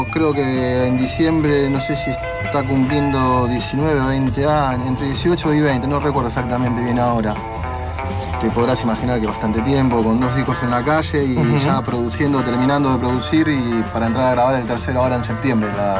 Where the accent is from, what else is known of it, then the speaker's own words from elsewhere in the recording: Villa Lugano, Buenos Aires, Argentina; Somos de Lugano, de Villa Celina